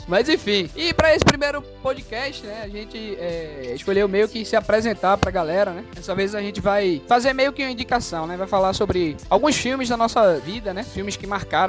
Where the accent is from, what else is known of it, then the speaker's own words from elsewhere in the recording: Recife, Pernambuco, Brazil; eu sou aqui de Recife.